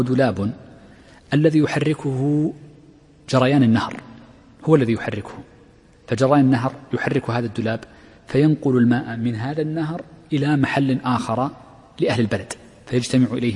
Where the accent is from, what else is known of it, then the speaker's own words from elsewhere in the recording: Al-Ahsa, Eastern Province, Saudi Arabia; من أشهر السواقي عندنا في الأحساء